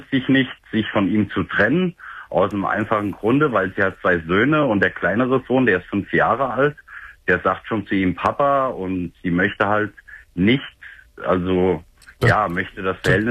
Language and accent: German; Fulda, Hesse, Germany; komme nach Fulda, also da, wo ich herkomme.